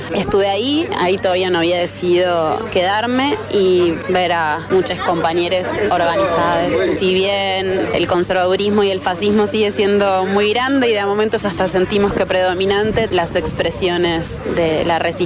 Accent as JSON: {"language": "Spanish", "town": "Bariloche", "region": "Río Negro", "country": "Argentina", "tie": "born or raised there", "said": "Yo crecí en Bariloche, ahora estoy volviendo a vivir en mi familia directa."}